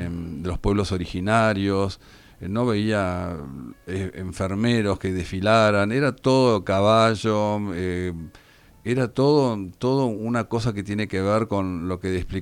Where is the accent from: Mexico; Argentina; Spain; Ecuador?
Argentina; qué sometidos que somos los argentinos